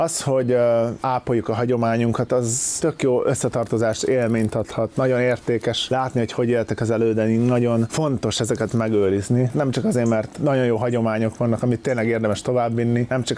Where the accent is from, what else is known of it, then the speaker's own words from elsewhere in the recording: Hungary; born there; Szóval az, hogy csak azért, mert én Magyarországra születtem, én vagyok a király